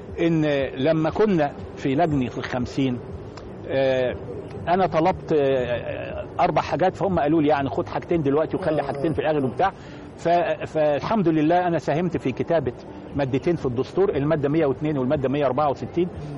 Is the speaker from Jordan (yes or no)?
no; Egypt; ازاي انا اعيش وانا مصري وبحب مصر